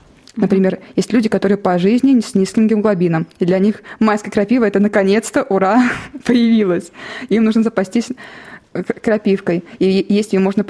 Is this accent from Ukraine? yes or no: no; Ivanovo Oblast, Russia; Я выросла не в Иваново, а в сельской местности. Рядом с лесом